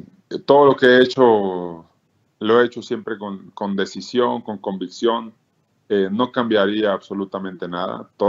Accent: Mexico; como mexicanos, los que tenemos ese arraigo con nuestro país, nos sintamos arropados, nos sintamos respaldados.

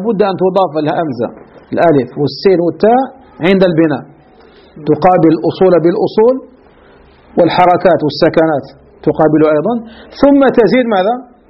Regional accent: Algeria; بعض المدارس ككتب التي كانت عندنا في الجزائر قديما

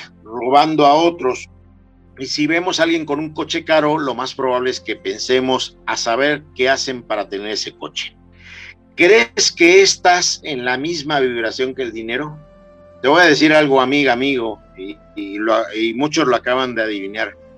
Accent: Mexico; Como latinos, como mexicanos, somos muy dados a criticar y criticamos

